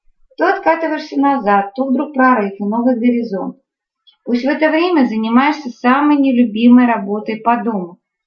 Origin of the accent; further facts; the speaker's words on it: Krasnoyarsk, Krasnoyarsk Krai, Russia; now in Moscow, Russia; Я приехала из Красноярска, в Москве только 3 года.